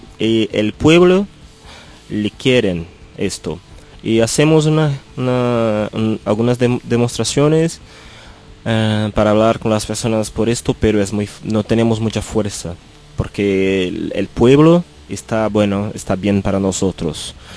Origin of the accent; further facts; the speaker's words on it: São Paulo, Brazil; Spanish is a second language; somos de Sao Paulo, la ciudad que ahora tiene como 21 millones de personas.